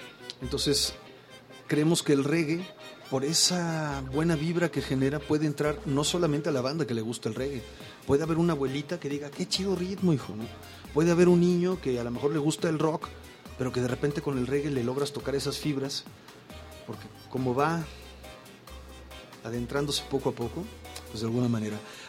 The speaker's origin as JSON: {"language": "Spanish", "country": "Mexico", "said": "Pero nosotros como mexicanos"}